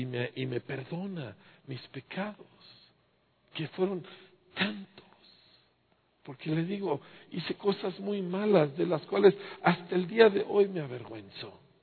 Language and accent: Spanish; Bahamas; Yo crecí en las Bahamas, por el amor de Dios, en playas cristalinas, ¿sí? Fui educado en excelentes escuelas, tuve todos los privilegios, hablo 3 idiomas, estudié en el extranjero.